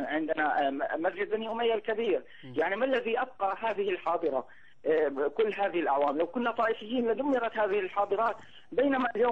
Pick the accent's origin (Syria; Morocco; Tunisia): Syria; Homs, Homs Governorate; كانت اللحية عندنا في حمص وفي سوريا تحتاج إلى رخصة